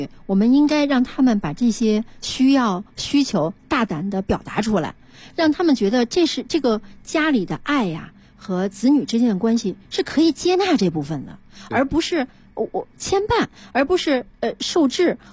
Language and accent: Chinese; China; 而我作为一个中国人，虽然也受过西方的文化和学习的影响，